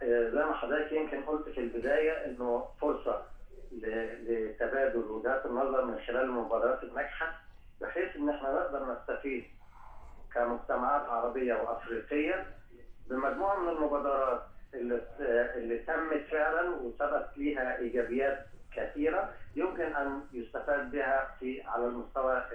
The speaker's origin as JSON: {"language": "Arabic", "country": "Egypt", "tie": "born or raised there", "said": "احنا تربينا، يمكن انا جيل اقدم شويه، تربينا على اننا في مصر بننتمي لمجموعه دوائر، الدائره العربيه والدائره الافريقيه والدائره الاسلاميه،"}